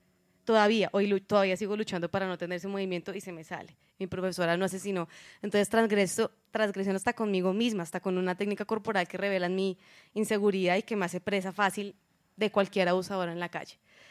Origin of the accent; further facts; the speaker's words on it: Bogotá, Colombia; Uno como rola, debo decirlo, como bogotana, pues se sentirán muchas identificadas.